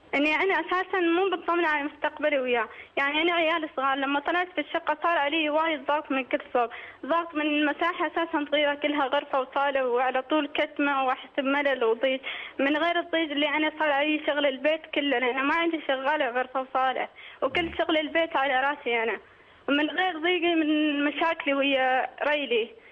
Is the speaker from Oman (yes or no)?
yes; Oman; انا مشكلتي اني انا من عمان وهو من الامارات